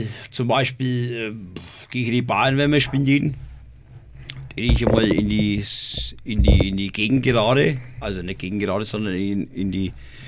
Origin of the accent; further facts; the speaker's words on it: Röthenbach an der Pegnitz, Bavaria, Germany; born there; now in Nuremberg, Germany; Ich bin geboren in Rödenbach an der Begnitz.